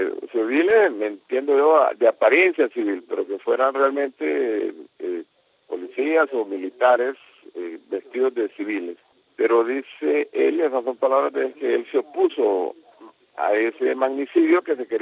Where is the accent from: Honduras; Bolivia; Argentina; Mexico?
Honduras; No puedo renunciar al hecho de ser hondureño